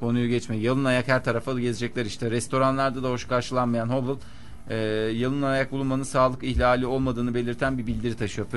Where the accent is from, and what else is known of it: İzmir, Turkey; also born or lived in Ankara